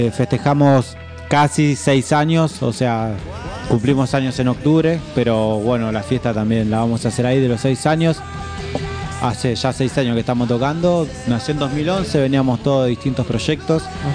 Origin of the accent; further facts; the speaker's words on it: Buenos Aires, Argentina; todos son a sur, somos de Seiza, El Jagüel y Monte Grande y bueno, Lomas.